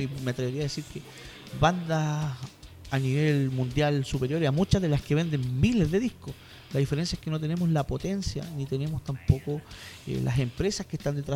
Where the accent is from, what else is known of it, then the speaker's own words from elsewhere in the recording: La Florida, Santiago Metropolitan Region, Chile; yo nací en la Florida, vivo en la Florida, voy a morir en la Florida.